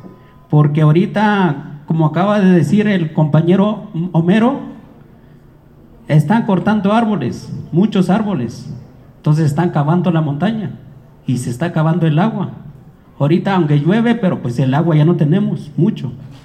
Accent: Cochoapa el Grande, Guerrero, Mexico; Yo soy originario de Cochuapa el Grande. Venimos con los compañeros del estado de Guerrero.

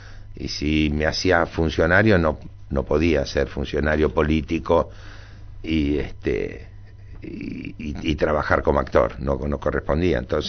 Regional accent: Dock Sud, Buenos Aires Province, Argentina; Porque yo me mudé, yo soy del Dock Sur. El día que cumplí 13 años me mudé al barrio de River.

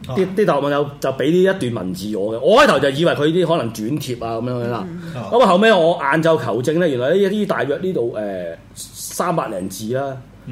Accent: China; 所以大家唔好成日唔好认自己唔系中国人，我哋系中国人，中华民国。

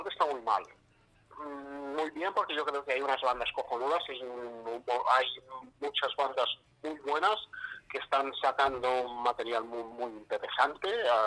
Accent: Manacor, Balearic Islands, Spain; somos de Manacor y no hemos hecho ningún concierto en Manacor

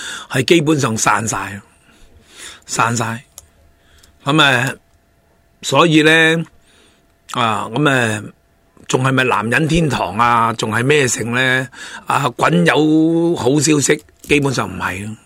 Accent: Hong Kong; 对于深圳嚟讲或者我对于我哋香港人嚟讲都系高收入人士

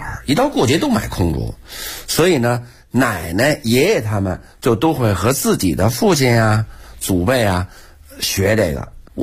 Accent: Beijing, China; born there; 我本人是老天桥出生的人，我爷爷呀、是老天桥非常有名的堂里、老天桥三角市场这点这个天桥茶堂里

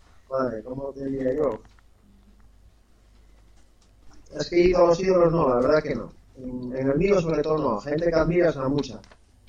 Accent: Ribadesella, Asturias, Spain; fue allí en Ribadesella, en mi pueblo, y bueno, éramos unos cuantos, tendríamos unos 9 años

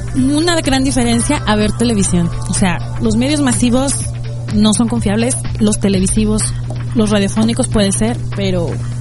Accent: Mexico; ¿Cómo estamos nosotros como mexicanos exigiendo el cambio en nuestro país?

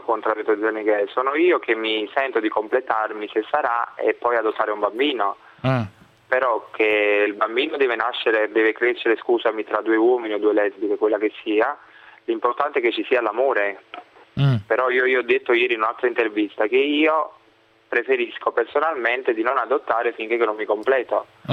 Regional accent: Aversa, Campania, Italy; Sono di Aversa.

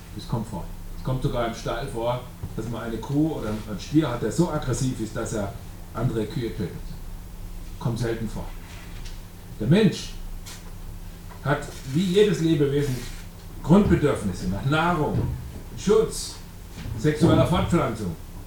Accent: Bavaria, Germany; bei uns im Allgäu da oben, die sind echte Profis da.

